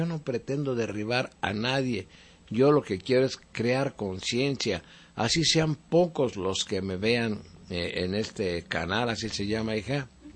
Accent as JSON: {"language": "Spanish", "country": "Mexico", "said": "Los únicos que podemos cambiar este país somos los mexicanos"}